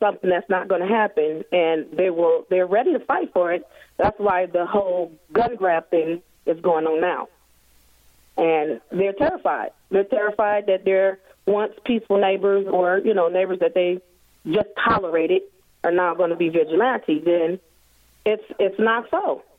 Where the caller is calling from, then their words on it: Detroit, Michigan, United States; And I'm calling from Detroit, and it is ever so much now than it is before.